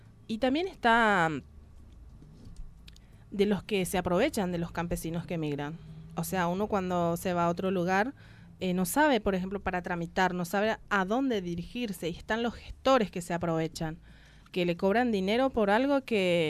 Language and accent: Spanish; Paraguay; now in Argentina; en mi país en particular, la causa de la inmigración masiva de paraguayos acá en la Argentina se produjo por falta de mano de obra y porque fueron desplazados de sus tierras